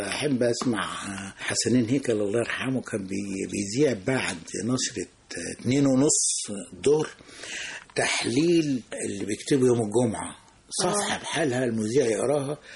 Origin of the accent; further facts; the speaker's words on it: Nag Hammadi, Qena Governorate, Egypt; نجا حمادي.